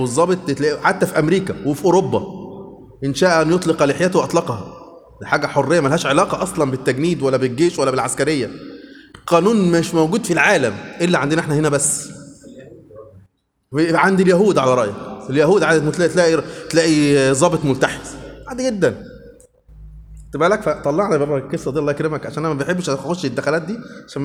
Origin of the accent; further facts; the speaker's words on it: Upper Egypt, Egypt; now in Suez, Egypt; يا جماعة أنا صعيدي على فكرة للأسف صعيدي